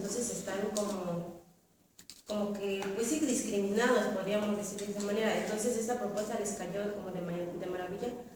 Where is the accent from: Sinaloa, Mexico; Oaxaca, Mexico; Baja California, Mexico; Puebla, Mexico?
Oaxaca, Mexico; Santa María de Tío; yo vengo de la comunidad de Santa María de Tío, pertenece a la costa de la costa chica del Estado de Oaxaca.